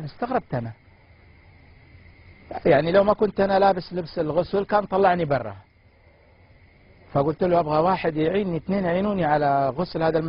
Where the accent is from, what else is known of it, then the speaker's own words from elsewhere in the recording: Saudi Arabia; المقابر في عندنا في السعودية كما تشاهد